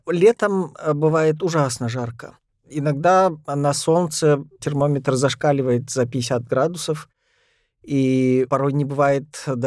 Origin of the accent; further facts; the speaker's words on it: Russia; И я рос в Ногайской степи, хоть это были какие-то советские атеистические времена